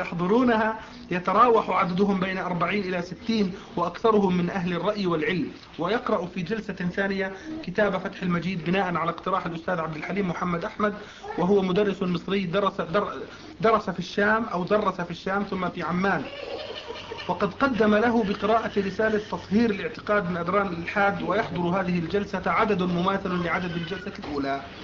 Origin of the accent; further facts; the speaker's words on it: Riyadh, Riyadh Province, Saudi Arabia; من الرياض.